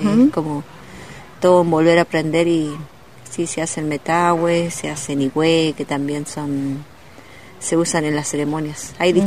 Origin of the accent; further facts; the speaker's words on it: Junín de los Andes, Neuquén, Argentina; De la provincia de Neuquén, Junín de los Andes, y la comunidad de donde vengo es a 28 kilómetros ahí de Junín, comunidad Painéfilú. Si bien soy nacida en Lafkenche, en la zona de los lagos, Paimún, de ahí vengo.